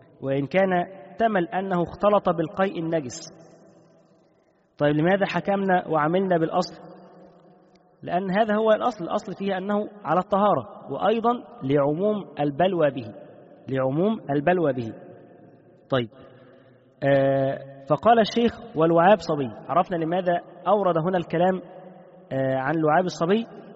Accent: Egypt; عندنا في مصر بالايه، بيقول لك بيقشط

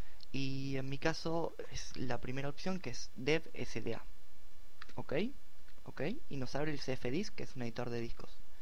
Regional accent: Argentina; En mi caso es QWERTY LA Latin, ya que soy de Argentina y uso un teclado latinoamericano.

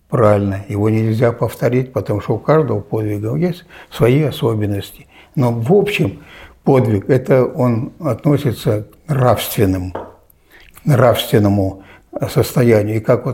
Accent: Novosibirsk Oblast, Russia; недалеко от моей родины, Новосибирской области.

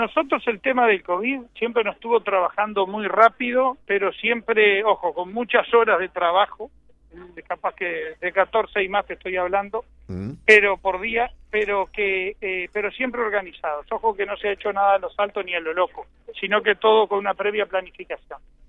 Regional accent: Uruguay; Yo como uruguayo siempre protesté por los impuestos que pagamos

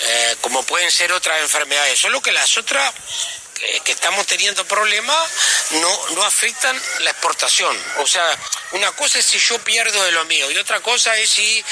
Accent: Uruguay; Y los uruguayos somos uruguayos y vivimos en esta parte del mundo.

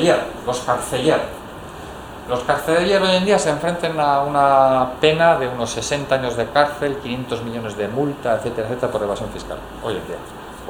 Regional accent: Bakio, Basque Country, Spain; Yo soy de Baquio.

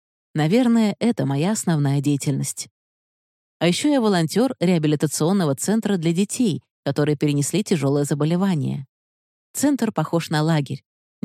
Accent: Saint Petersburg, Russia; Я из Петербурга, волонтер-фандрайзер фонда «Вера».

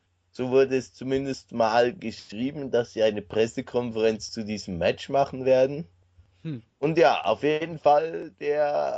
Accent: Switzerland; also ich kenne bis jetzt nur das Training, wie es bei uns in der Schweiz ist

